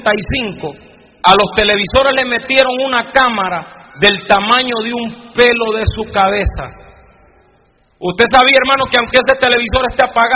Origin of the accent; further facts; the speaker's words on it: Honduras; cuando llegaban los evangelistas a la iglesia donde yo me convertí, en mi país, en Honduras